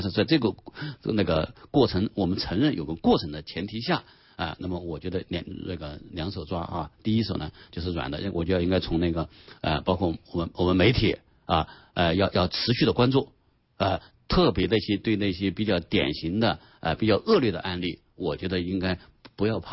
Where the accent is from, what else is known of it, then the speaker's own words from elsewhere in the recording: China; 我们中国人很自豪什么就啊，其实我们都是反对歧视的